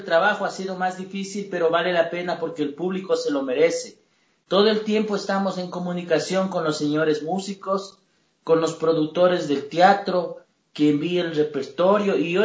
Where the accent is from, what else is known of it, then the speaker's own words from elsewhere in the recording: Ecuador; quiero que todo mi pueblo ecuatoriano disfrute de esta experiencia maravillosa.